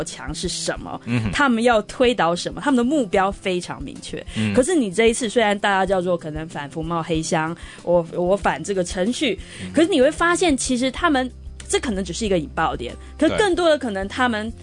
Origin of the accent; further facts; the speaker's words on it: Taiwan; 因为我前阵上礼拜刚回台湾出差嘛，那刚好那感觉其实作为一个台湾人是很矛盾的